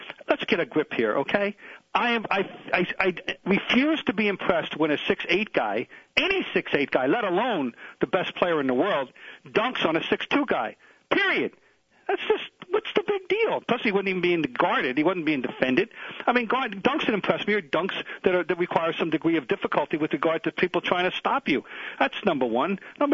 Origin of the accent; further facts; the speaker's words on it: Trenton, New Jersey, United States; My hometown team, the Trenton Colonials, is playing.